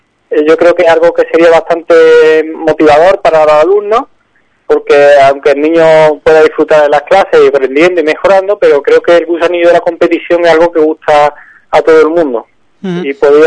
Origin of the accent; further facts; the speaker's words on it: Córdoba, Andalusia, Spain; yo ya le digo, soy provengo de Córdoba